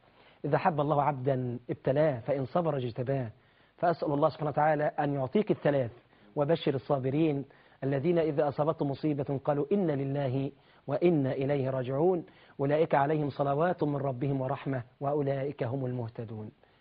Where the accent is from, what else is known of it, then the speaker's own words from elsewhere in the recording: Shambara, Sharqia Governorate, Egypt; فانا يعني اهلي في قريتي شمبره الميمونه واهلي في الزقازيق ومحافظه الشرقيه ما انساهمش ابدا